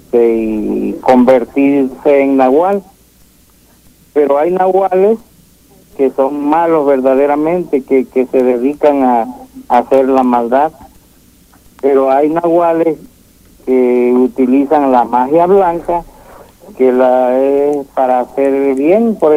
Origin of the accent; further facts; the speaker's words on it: Catemaco, Veracruz, Mexico; De Catemaco, Veracruz, México.